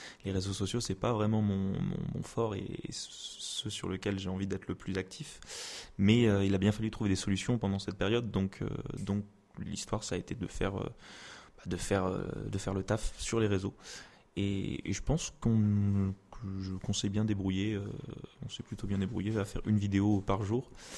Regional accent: Blois, Centre-Val de Loire, France; Je suis originaire de Blois et je suis étudiant à Tours. Mais je suis né à Blois, à Blaisois.

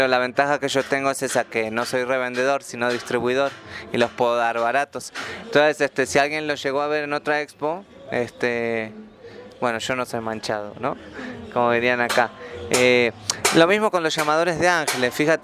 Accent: Buenos Aires, Argentina; now in Mexico; vengo de Buenos Aires, Argentina. Llevo un rato largo viviendo aquí en México

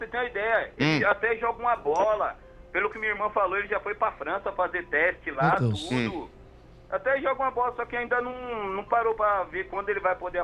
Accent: Bahia, Brazil; moved away as an adult; Eu sou baiano, nasci lá, 24 anos passei.

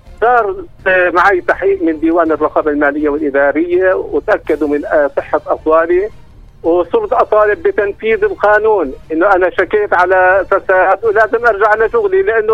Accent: Nablus, West Bank, Palestine; من نابلس، كنت اشتغل في المستشفى الاتحادي النسائي بنابلس.

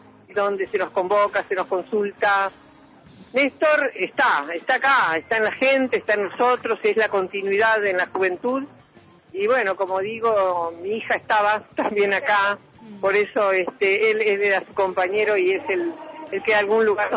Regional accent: Argentina; yo soy jubilada, hablaba de derechos humanos, soy una abuela de Plaza de Mayo, habla como argentina

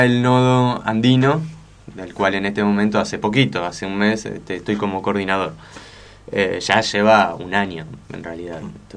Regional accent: El Bolsón, Río Negro, Argentina; also born or lived in Buenos Aires; Sí, en realidad en Bolsón estoy hace poco tiempo, relativamente, digamos. O sea, yo soy de Bolsón, pero de alguna manera me fui a trabajar, a estudiar a Buenos Aires y volví el año pasado.

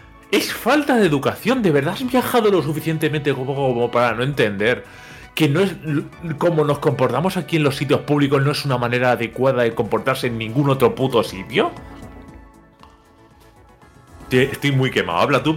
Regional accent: Alicante, Valencian Community, Spain; que soy de Alicante, que vengo en el tren del Benidorm Alicante los fines de semana

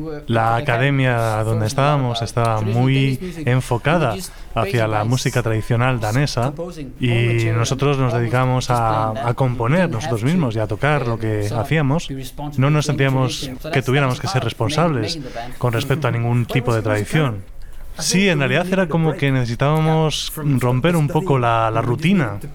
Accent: Australia; also born or lived in Scotland; now in Denmark; soy de Escocia. Y crecí en Australia. Y ahora vivo en Dinamarca.

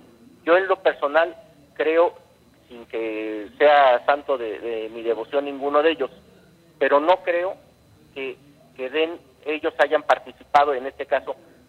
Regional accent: Mexico; nos exponen como mexicanos

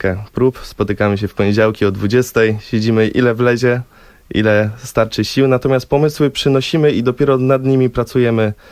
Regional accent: Wrocław, Lower Silesian Voivodeship, Poland; Proszę, z Wrocławia, jesteśmy z Wrocławia.

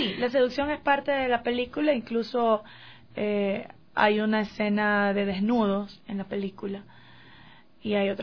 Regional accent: Guayaquil, Guayas, Ecuador; como nosotros somos de Guayaquil

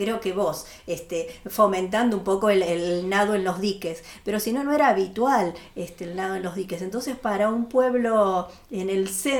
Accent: Buenos Aires, Argentina; a todos los que venimos de Buenos Aires un poco nos pasa eso, venimos de una rutina de un ritmo acelerado

